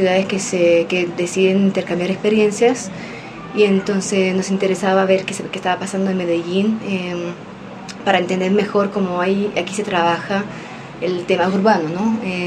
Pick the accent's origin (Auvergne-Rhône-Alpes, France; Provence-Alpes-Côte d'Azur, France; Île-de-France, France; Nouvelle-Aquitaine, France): Île-de-France, France; Paris; yo estoy trabajando durante 6 años para esos barrios populares del norte de París, de donde vengo